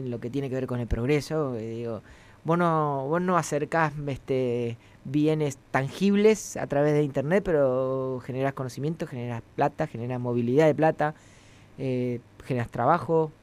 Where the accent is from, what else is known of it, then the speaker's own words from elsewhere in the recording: La Pampa, Argentina; Si bien nací, me crié en La Pampa, soy hijo de platenses.